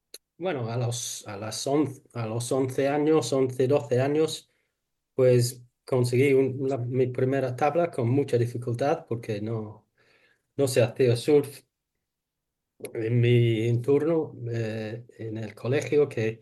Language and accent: Spanish; England, United Kingdom; born there; Spanish is a second language; nací en una ciudad en Inglaterra cerca del mar, al lado del mar